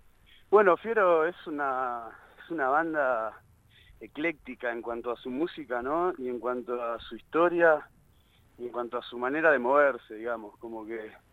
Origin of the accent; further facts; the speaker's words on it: Ramos Mejía, Buenos Aires Province, Argentina; also born or lived in Castelar; somos todos de Ramos Mejía y Castelar, de zona bien oeste de Buenos Aires.